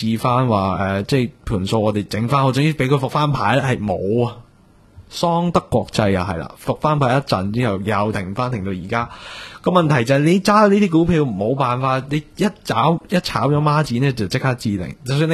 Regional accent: Hong Kong; 即我哋香港人會比較提防一個地方

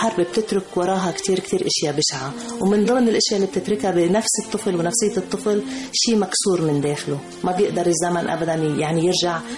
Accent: Lebanon; moved away; قبل ما طلعنا من لبنان قلت له لجوزي أنا حابة أزور لبنان، كل شقفة من لبنان لازم أروح أزورها

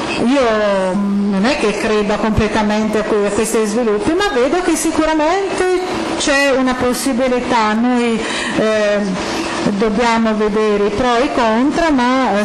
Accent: Hungary; Italian is a second language; sono ungherese.

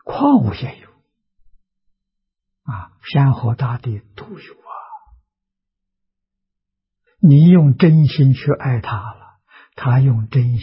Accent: China; 我们中国人在五伦里面讲父子有亲

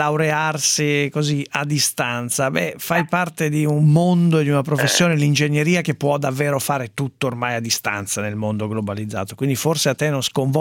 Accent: Abruzzo, Italy; Ecco, mi interessa anche da abruzzese.

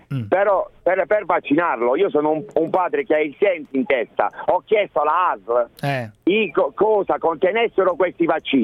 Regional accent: Foggia, Apulia, Italy; chiamo, sono di Foggia

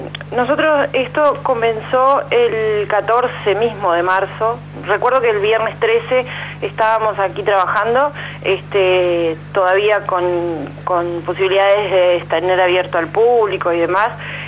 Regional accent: Montevideo, Uruguay; Nosotros somos de Montevideo, si bien tenemos vinculación familiar con el departamento de San José de muchos años, antes de llegar aquí a Quillú estábamos viviendo en Montevideo.

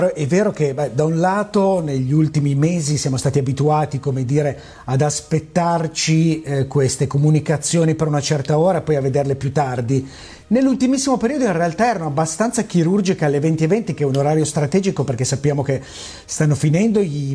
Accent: Biella, Piedmont, Italy; born there; Io sono nato a Biella, dove è nata la prima TV libera all'epoca

